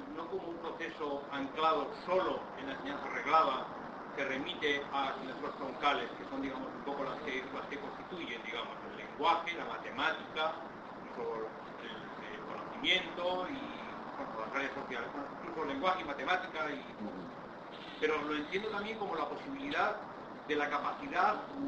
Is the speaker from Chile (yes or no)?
no; Basque Country, Spain; que vengo del País Vasco y por la euskera ha pasado mucho esto